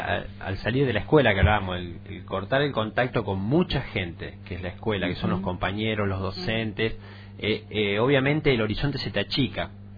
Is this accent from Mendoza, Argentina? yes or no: no; Rosario, Santa Fe, Argentina; Yo vengo de Rosario, particularmente tras la sierra yo lo veo muy cerrado, y en general muchos de los que venimos de afuera lo vemos de esa manera